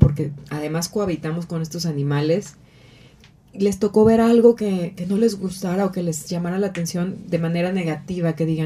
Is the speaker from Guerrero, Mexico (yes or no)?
yes; Acapulco, Guerrero, Mexico; Y él vive en Guadalajara, aunque crecimos en Acapulco.